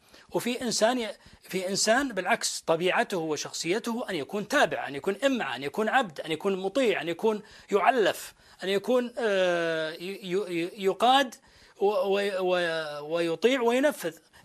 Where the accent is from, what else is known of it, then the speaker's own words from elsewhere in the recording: Saudi Arabia; ما في بلد في العالم تسمى باسم عائله الا ديرتنا